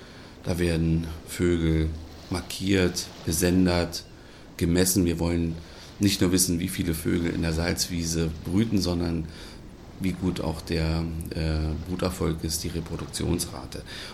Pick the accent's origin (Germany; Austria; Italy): Germany; Berlin; moved away as an adult; ich komme nicht ursprünglich aus dieser Region, sondern ich stamme aus Berlin.